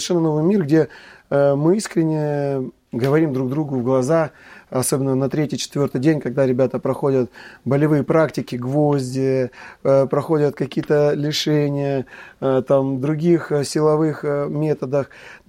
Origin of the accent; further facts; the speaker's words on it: Kislovodsk, Stavropol Krai, Russia; хотя рос на Кавказе, есть там такое понятие, как брат, потому что там многонациональный, я вырос в Кисловодске, многонациональный город